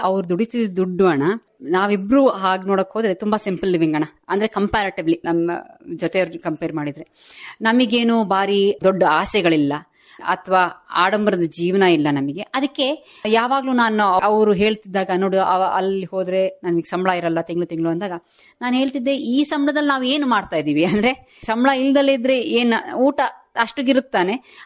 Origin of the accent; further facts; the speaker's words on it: Hassan, Karnataka, India; ನಮಗೆ ಇಲ್ಲಿ ಭೂಮಿ ಇದೆ, ನಾವು ಹುಟ್ಟಿದ್ದು ಬೆಳೆದಿದ್ದು ಎಲ್ಲ ಇಲ್ಲೇ.